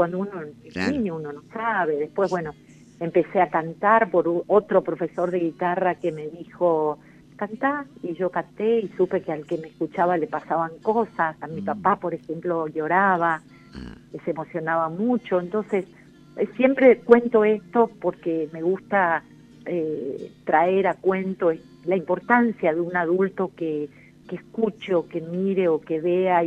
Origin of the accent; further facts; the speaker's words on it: Oberá, Misiones, Argentina; Soy de la provincia de Misiones, de la ciudad de Oberá, que está justo en el centro de esa bellísima provincia, lujuriosa, porque es mucho verde y mucha agua, ¿no?